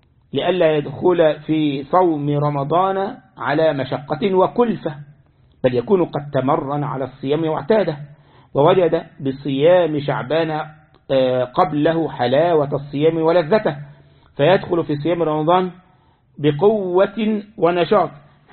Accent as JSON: {"language": "Arabic", "country": "Egypt", "said": "ها عندنا في مصر أكلة مخصوصة العاشوراء"}